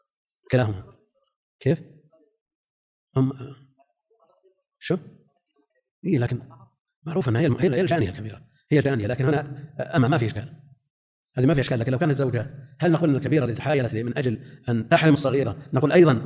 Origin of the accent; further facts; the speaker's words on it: Najd, Saudi Arabia; يعني عندنا في نجد هذا الظاهر